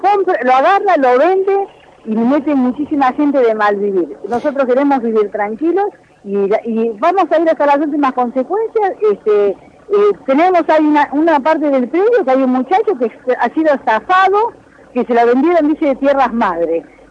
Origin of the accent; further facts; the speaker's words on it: Argentina; nosotros como argentinos